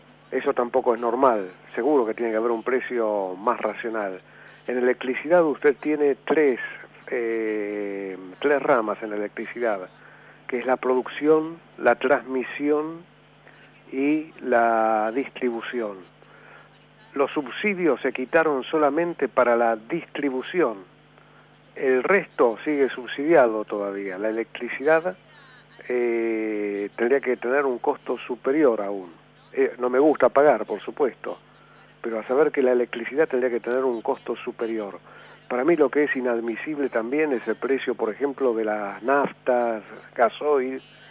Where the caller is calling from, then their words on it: Barracas, Buenos Aires Province, Argentina; de Barracas.